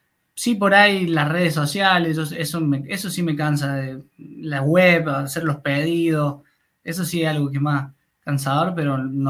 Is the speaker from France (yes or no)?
no; Córdoba, Argentina; un poco porque soy de Córdoba